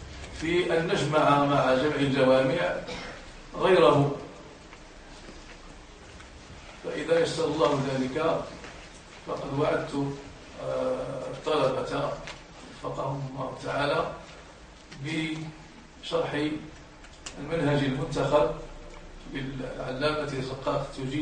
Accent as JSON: {"language": "Arabic", "country": "Morocco", "said": "حتى في بلدنا المغرب كان علم الأصول يدرس"}